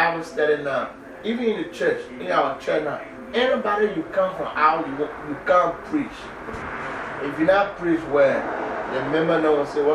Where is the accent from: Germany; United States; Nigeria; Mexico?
Nigeria; I know how to, because I was raised in Nigeria.